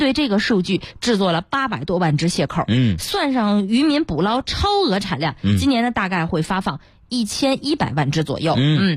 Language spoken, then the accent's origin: Chinese; Zhengzhou, Henan, China; 但是我是郑州的。